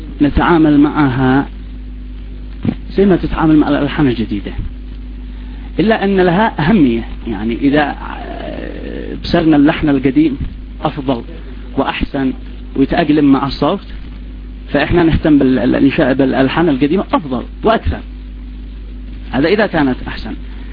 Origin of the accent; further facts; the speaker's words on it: Sanaa, Yemen; مش لأني ابن صنعاء لا، بس لأجل أننا تربيت في صنعاء وتربتي تربة صنعاني، ولذلك تأقلمت لهجتي